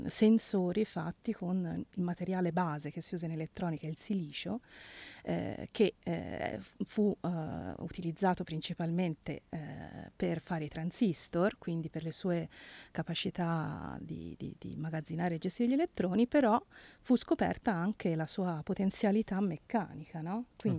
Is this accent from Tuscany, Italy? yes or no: yes; Livorno, Tuscany, Italy; come si dice dalla mia parte, sono di Livorno